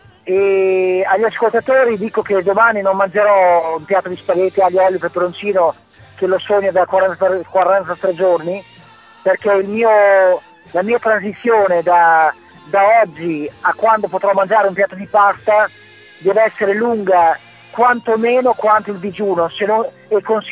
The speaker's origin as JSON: {"language": "Italian", "region": "Emilia-Romagna", "country": "Italy", "said": "dobbiamo essere orgogliosi non solo come emiliano romagnoli ma come italiani"}